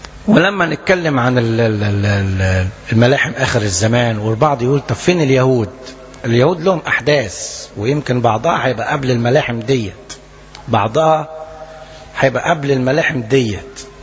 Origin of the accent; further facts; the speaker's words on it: Egypt; انا اتكلم عن بلدنا مصر